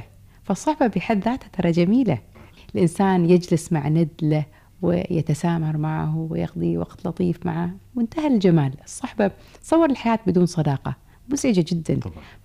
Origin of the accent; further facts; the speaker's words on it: Kuwait; accent: Kuwaiti; من أجمل المصطلحات في لهجتنا الكويتية أن الحي اسمه